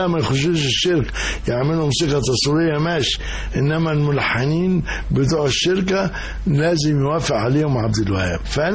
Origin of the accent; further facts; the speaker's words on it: Cairo, Cairo Governorate, Egypt; also born or lived in Alexandria; لا، أروح بس أسكندرية زيارة 4-5 أيام وبحجاني أنا عايز أرجع القاهرة. فأنا أصلا قاهري